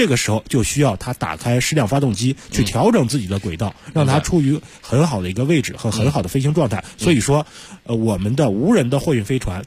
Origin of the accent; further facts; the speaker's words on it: China; 那么在太空当中只有我们中国人自己的房子了。